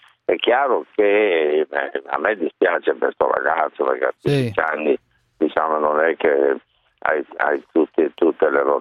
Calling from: Florence, Tuscany, Italy; sì, perché sono di Firenze, va bene?

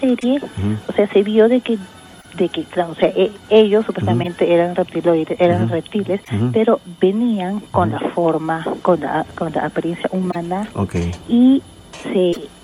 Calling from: Chorrillos, Lima, Peru; De Chorrillos.

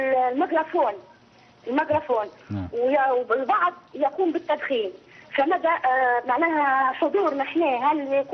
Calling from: Libya; احنا عندنا في ليبيا هنا مجموعة من النساء يقومون بالغناء في الأعراس

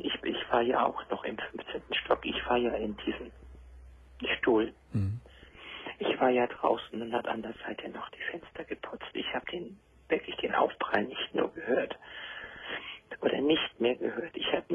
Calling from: Hamburg, Germany; Und es gibt da bei uns in Hamburg

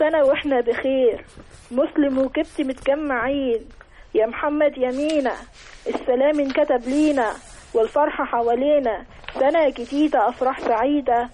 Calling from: Giza, Giza Governorate, Egypt; انا بتكلم من الجيزه.

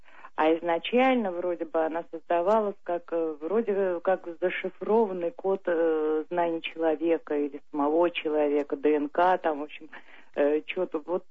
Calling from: Moscow, Russia; из Москвы.

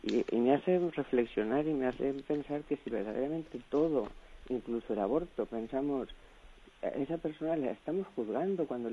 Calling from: Valencia, Valencian Community, Spain; de Valencia.

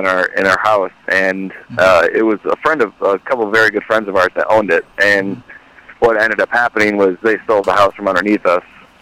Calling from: Spartanburg, South Carolina, United States; We're actually in Spartanburg, South Carolina.

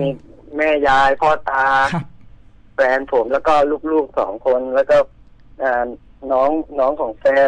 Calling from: Bangkok, Thailand; แถวลาดพร้าวครับผม

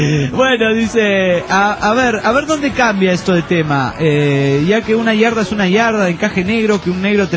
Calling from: Badalona, Catalonia, Spain; de Badalona, Barcelona, España.

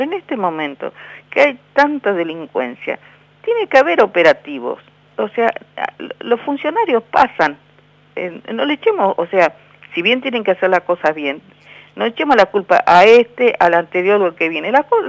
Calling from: Berazategui, Buenos Aires Province, Argentina; nosotros tenemos una experiencia muy fea como pueblo argentino

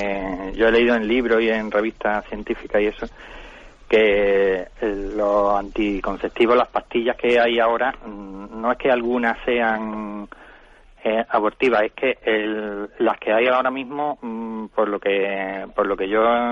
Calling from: Málaga, Andalusia, Spain; Buenos días … de Málaga.

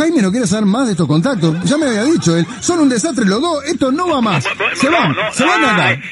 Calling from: Las Piedras, Canelones, Uruguay; de las Piedras, al fin

